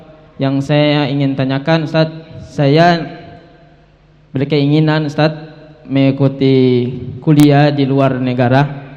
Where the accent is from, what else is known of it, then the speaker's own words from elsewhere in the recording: Ambon, Maluku, Indonesia; Saya dari Ambon. Datangnya 2 hari yang lalu sendiri ke sini